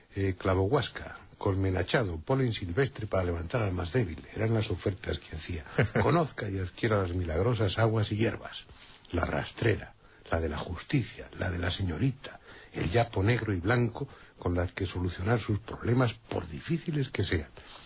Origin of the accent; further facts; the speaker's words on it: Spain; le dije que no me llame usted gringo, que no soy gringo, soy español.